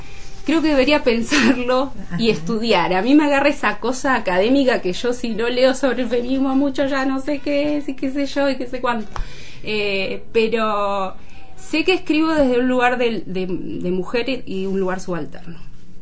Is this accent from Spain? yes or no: no; Zapala, Neuquén, Argentina; born there; also born or lived in La Plata; now in Neuquén, Argentina; Nací en Zapala en 1977, mis viejos empleados públicos del Hospital de Zapala. En el 97 viajé a La Plata a estudiar letras. Volví en el 2006, previo un viajecito por Perú para terminar una licenciatura.